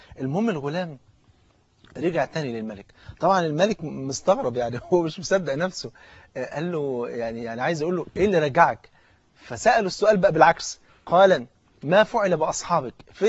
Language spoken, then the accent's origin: Arabic; Egypt; احنا ممكن نكون بعد ساعتين يكون الافطار عندنا في مصر هنا